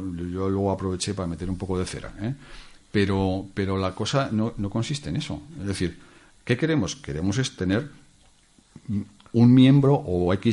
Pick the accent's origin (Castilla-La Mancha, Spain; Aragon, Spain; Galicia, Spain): Aragon, Spain; Zaragoza; also born or lived in Valencian Community / Costa Rica; yo vivía en Comunidad Valenciana y después en el extranjero, en Costa Rica. Sí. Cuando yo llegué aquí a Zaragoza, que es mi ciudad natal